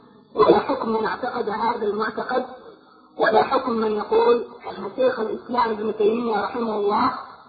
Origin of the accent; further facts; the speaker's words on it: Aden, Yemen; أتيت أنا ببعض أسئلة واستفسارات من طلاب هناك عندنا في عدن بشكل خاص